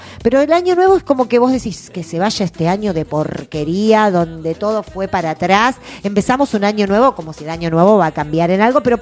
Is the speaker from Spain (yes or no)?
no; Argentina; Vos decís, somos argentinos, siempre hacemos lo mismo